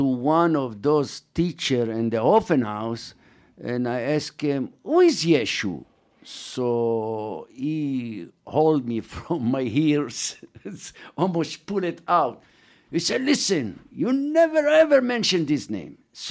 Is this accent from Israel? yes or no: yes; Jerusalem, Jerusalem District, Israel; English is a second language; That we are from Jerusalem, my brother do tefillin.